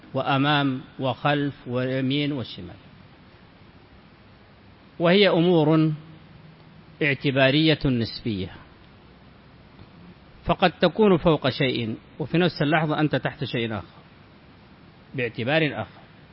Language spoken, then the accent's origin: Arabic; Sudan; موجود عندنا في السودان